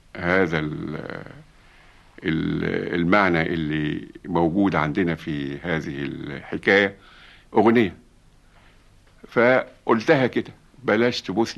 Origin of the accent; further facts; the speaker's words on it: Egypt; ده كلمة بنقولها إحنا يا مصريين